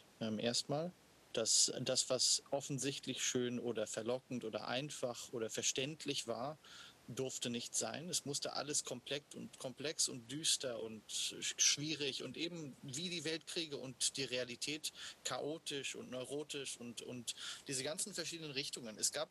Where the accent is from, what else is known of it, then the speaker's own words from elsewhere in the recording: Washington, District of Columbia, United States; Weil ich dieses Stück so oft gesehen habe als Kind und als Teenager in Washington gibt es ein wunderbares Shakespeare-Theater.